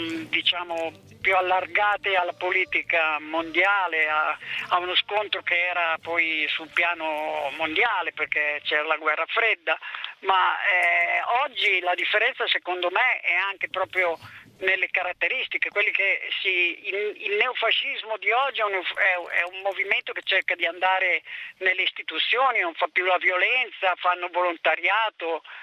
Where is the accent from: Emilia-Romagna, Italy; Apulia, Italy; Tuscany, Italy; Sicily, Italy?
Emilia-Romagna, Italy; Bologna; Ma io sono di Bologna